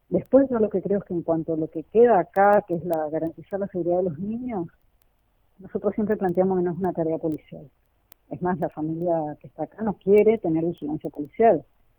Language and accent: Spanish; Argentina; que yo como ciudadana argentina le doy al gobierno argentino